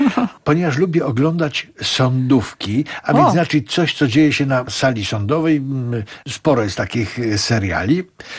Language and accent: Polish; Kraków, Lesser Poland, Poland; W ogóle rzecz dzieje się w Krakowie, bo jestem rodowity Krakower.